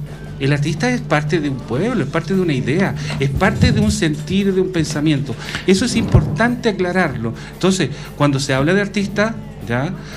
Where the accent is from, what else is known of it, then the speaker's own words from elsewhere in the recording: Cajón del Maipo, Santiago Metropolitan Region, Chile; Yo soy una persona del Cajón del Maipo, donde por fuera de mi casa corría el famoso tren militar, la panchita que le llamaban, ¿ah? Y también corría el automotor. Eso fue mi imagen de niño